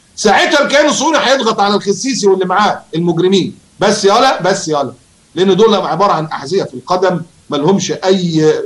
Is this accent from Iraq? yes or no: no; Egypt; مشكلتنا إحنا كمصريين